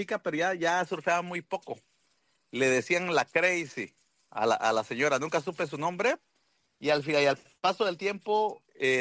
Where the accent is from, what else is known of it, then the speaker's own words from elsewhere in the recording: Puerto Escondido, Oaxaca, Mexico; yo soy nacido y crecido en Puerto Escondido. Y yo inicié a hacer surf a los 13 años.